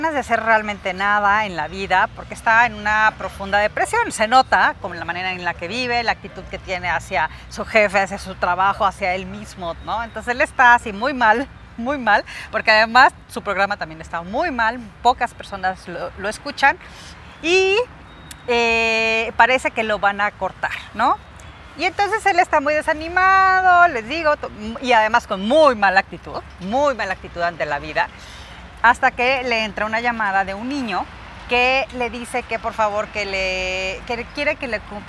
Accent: Michoacán, Mexico; nos vamos a mi tierra, Michoacán

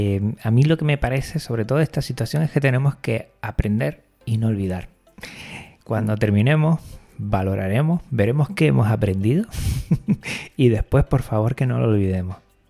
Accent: Canary Islands, Spain; aquí tú y yo, Frank, que somos de Canarias

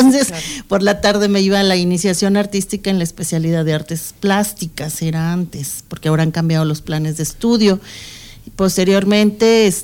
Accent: Mexico City, Mexico; born there; antes que nada, soy mexicana. Cuando me dicen, eres de la Ciudad de México, sí, yo nací ahí.

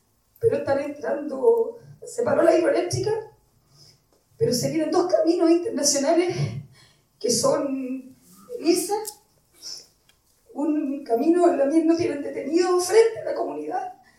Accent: Cabildo, Valparaíso, Chile; now in Puerto Montt, Chile; yo de origen de Cabildo, es mi tierra, pero estoy radicada hace muchos años en Puerto Montt.

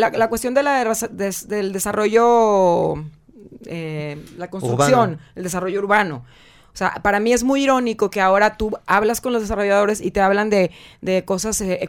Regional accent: Acapulco, Guerrero, Mexico; aunque yo no soy de Monterrey, yo crecí en la playa, en Acapulco

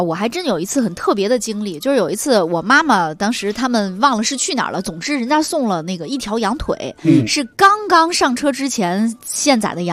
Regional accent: Guangxi, China; 作为一个广西人，那肯定是烟熏腊肉了

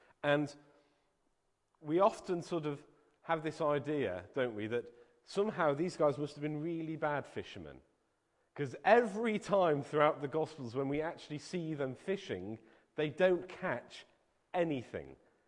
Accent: Liverpool, North West England, United Kingdom; When I was at school, growing up in Liverpool, just about everyone else in my school would be found on a Saturday afternoon

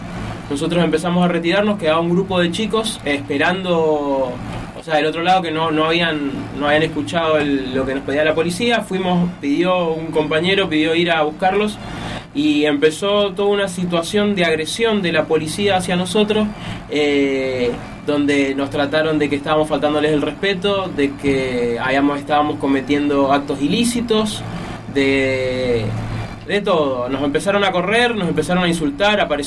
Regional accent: Mendoza, Argentina; tenemos que estar dispuestos como mendocinos a dar ese salto cualitativo

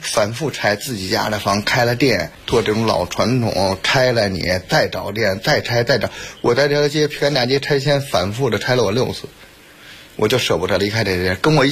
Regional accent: Beijing, China; 我是土生土长的地安门人

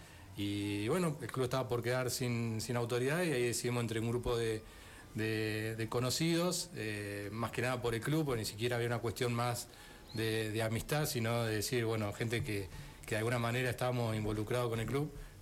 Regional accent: Merlo, Buenos Aires Province, Argentina; born there; Yo soy nacido en Merlo. Siempre digo que nací a una cuadra y media del club

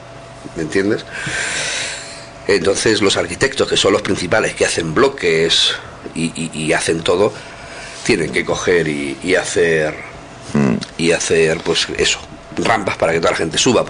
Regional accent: Villarrobledo, Castilla-La Mancha, Spain; No es porque yo sea de allí, ¿no? Pero es un pueblo muy bonito, muy grande.

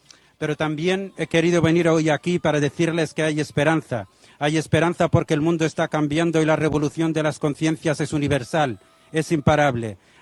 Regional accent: Western Sahara; Esta es la sangre que representa nuestro sufrimiento como pueblo saharaui, pero también esta es la sangre que dignifica nuestra lucha y que refuerza nuestra voluntad. Señores, en el Sáhara Occidental seguimos sufriendo, seguimos sangrando

